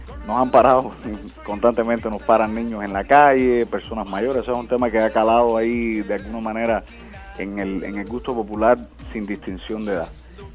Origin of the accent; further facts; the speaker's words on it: Cárdenas, Matanzas, Cuba; also born or lived in Las Tunas; y muy muy pequeño nos mudamos para Matanzas, o sea, para el occidente. Y realmente mi formación, mi crecimiento fue en Matanzas, específicamente en Cárdenas.